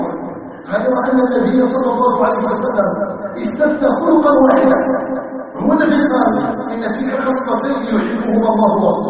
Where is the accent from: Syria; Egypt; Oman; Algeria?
Algeria; نسأله تبارك وتعالى أن يجعل بلدنا الجزائر آمنا مطمئنا مستقرا